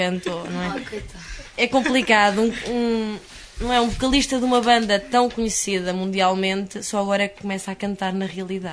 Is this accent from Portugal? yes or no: yes; Santa Ovaia, Portugal; na minha terra, em Santa Ovaia...